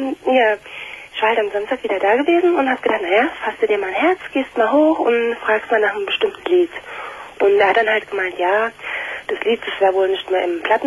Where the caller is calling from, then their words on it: Bonn, North Rhine-Westphalia, Germany; ich komme aus Bonn